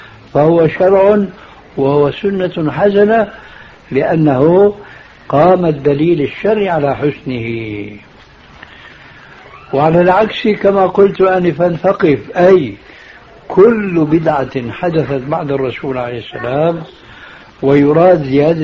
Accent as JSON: {"language": "Arabic", "country": "Syria", "said": "كما يقولون عندنا في سوريا"}